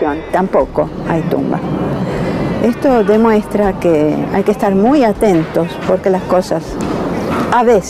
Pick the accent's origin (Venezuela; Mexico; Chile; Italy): Italy; now in Argentina; Yo soy una italiana, soy una judía italiana. Me salvé de la Shoah gracias a que mi familia se refugió en la Argentina en marzo